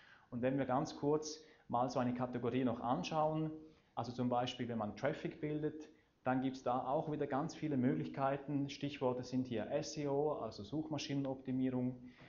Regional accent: Eastern Switzerland, Switzerland; weshalb ich Hochdeutsch spreche. Ich komme ursprünglich aus der Ostschweiz und wir wollten sicherstellen, dass die Basler mich auch wirklich verstehen. Ich habe zwar ein Jahr lang in Basel gewohnt, gleich hier in Gündelü, in einer sehr schönen Wohnung

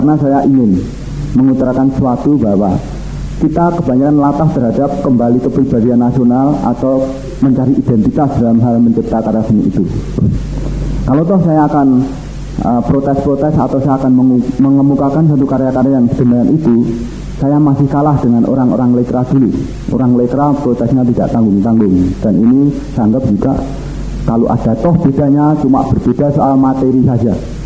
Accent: Java, Indonesia; Ini saya orang Jawa

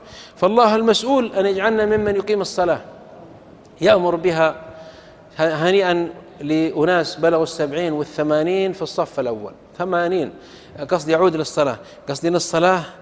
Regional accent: Saudi Arabia; يقولون في بلدة عندنا في السعودية كان ينبهون على الناس

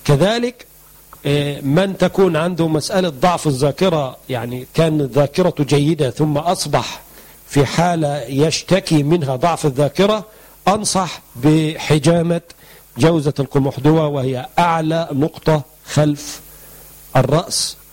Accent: Egypt; هم بيقولوا عندنا في مصر ما بنستخدمش المخ إلا في السندوتشات

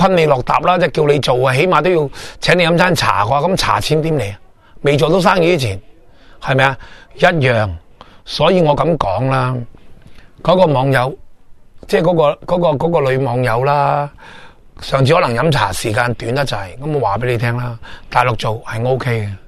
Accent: Hong Kong; 比我哋香港人啊，或者比世界任何一个地方啊，更加渴求钱啊

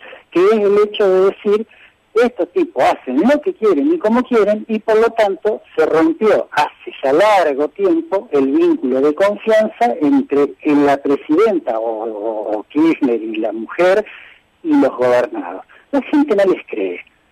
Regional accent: Olavarría, Buenos Aires Province, Argentina; Yo nací y me crié acá en Olavarría.

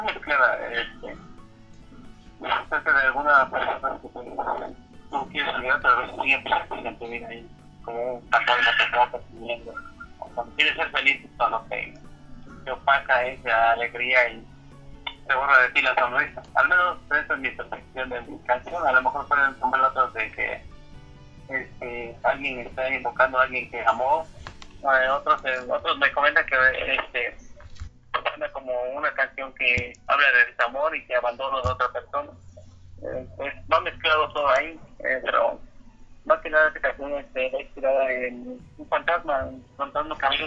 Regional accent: Ciudad Mendoza, Veracruz, Mexico; yo soy originario de Ciudad Mendoza, pero mi papá es un pueblo, algo dejado en Puebla. Está muy escondidito. Y mi mamá, originaria de aquí

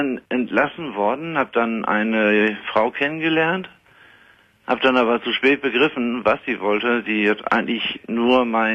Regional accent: Ostrhauderfehn, Lower Saxony, Germany; born or raised there

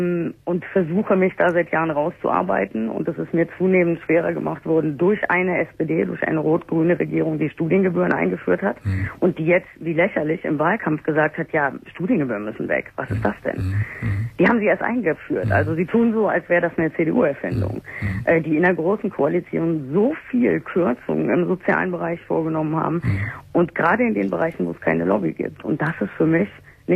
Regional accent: Wuppertal, North Rhine-Westphalia, Germany; born there; Ich bin in Wuppertal geboren.

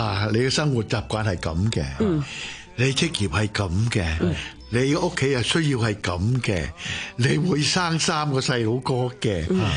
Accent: China; 我中国人，英文唔系我母语

